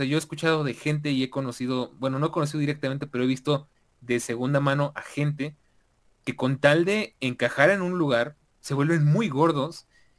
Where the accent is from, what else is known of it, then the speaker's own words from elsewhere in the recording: Mexico; como latinoamericanos y más como mexicanos